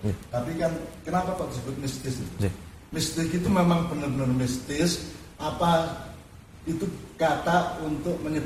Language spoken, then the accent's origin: Indonesian; Java, Indonesia; Padahal kita orang Jawa, orang Indonesia sudah menemukan